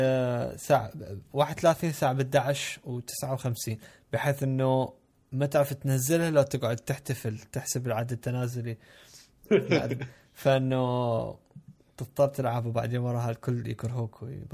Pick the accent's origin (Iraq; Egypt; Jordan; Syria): Iraq; إحنا عندنا بالعراق اللي هو المكعب الكبير